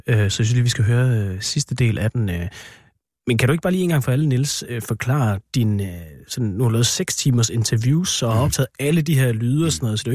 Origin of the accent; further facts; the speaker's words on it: Jutland, Denmark; Og jeg kommer også selv fra Lille Jysk